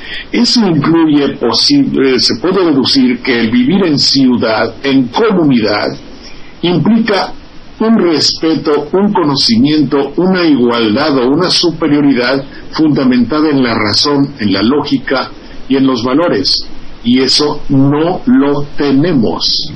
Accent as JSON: {"language": "Spanish", "country": "Mexico", "said": "Somos de este país, somos mexicanos."}